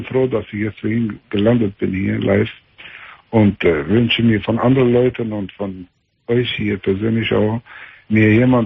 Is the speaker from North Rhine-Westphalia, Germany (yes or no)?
yes; Meschede, North Rhine-Westphalia, Germany; hier, wo ich herkomme, in Meschede ist das, ein Teil von Meschede ist eine Ecke hier